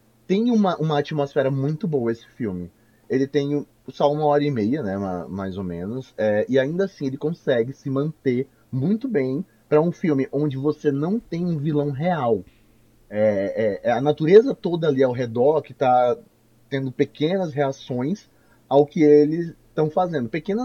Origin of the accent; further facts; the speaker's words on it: Amazon, Brazil; como amazônida que sou, eu sempre esqueço que peixe-boi é um bicho que tem no mar também